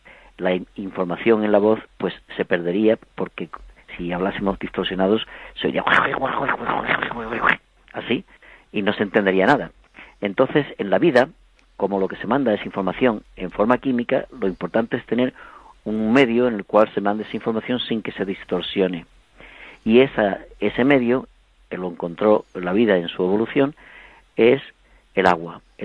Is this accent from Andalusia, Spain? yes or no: yes; Huelva, Andalusia, Spain; also born or lived in Alcalá de Guadaíra; yo no nací en Huelva, yo nací en Alcalá de Guadaira. Lo que pasa es que mi familia, pues por razones de después de la guerra, lo que sea, pues los destinaron a Huelva, y crecí en Huelva, y yo me siento de Alcalá y de Huelva